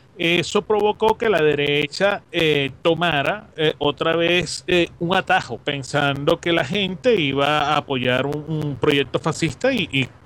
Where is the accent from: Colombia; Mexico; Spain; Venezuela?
Venezuela; todavía no tienen la concepción de lo que somos como venezolanos